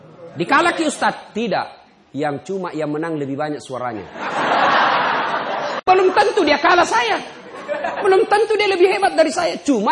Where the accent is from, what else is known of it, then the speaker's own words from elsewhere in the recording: Pinrang, South Sulawesi, Indonesia; Pertama kali saya pindah dari kampung saya di Pindrang. Pindah ke Makassar SMA.